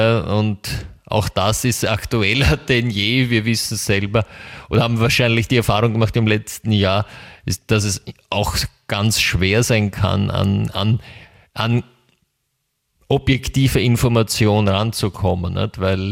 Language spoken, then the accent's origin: German; Germany; also ich komme ja aus Deutschland